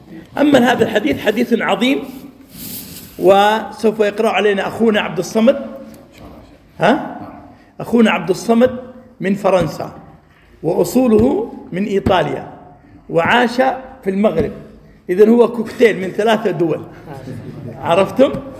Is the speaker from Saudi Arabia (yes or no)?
yes; Saudi Arabia; قبل 3 عقود قام رجل في مسجد عندنا في السعودية